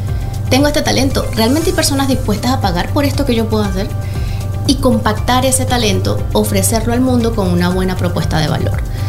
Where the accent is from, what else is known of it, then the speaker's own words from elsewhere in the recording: Caracas, Capital District, Venezuela; Venezolana, caraqueña.